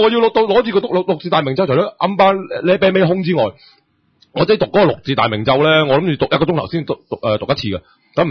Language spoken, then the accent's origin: Cantonese; Hong Kong; 我香港人就唔係好怪